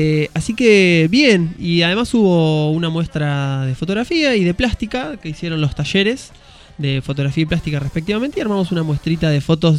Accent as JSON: {"language": "Spanish", "region": "Santa Fe", "country": "Argentina", "said": "Santa Fe capital."}